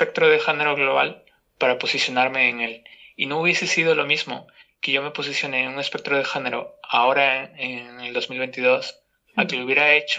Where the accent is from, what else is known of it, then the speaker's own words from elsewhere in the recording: Peru; born there; moved away; como te mencioné antes, yo de hecho nací en Perú, ¿no?